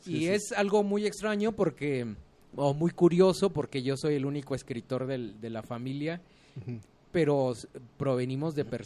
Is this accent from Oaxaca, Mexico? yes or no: yes; Oaxaca, Mexico; Yo soy oaxaqueño, nací en 1979